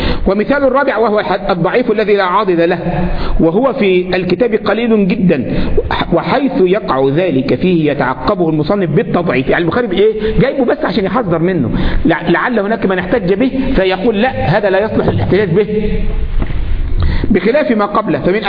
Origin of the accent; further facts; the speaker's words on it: Egypt; كنت في عندنا في مصر